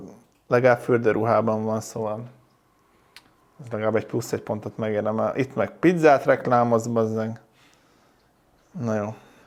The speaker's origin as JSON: {"language": "Hungarian", "town": "Zalaegerszeg", "region": "Zala", "country": "Hungary", "tie": "born or raised there", "said": "jó volt egy pici időt a családdal tölteni szülővárosommal, Zalaegerszegen."}